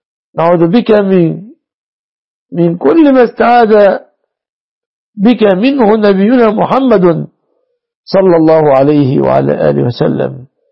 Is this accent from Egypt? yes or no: yes; Egypt; احفظنا واحفظ بلادنا مصر وسائر بلاد المسلمين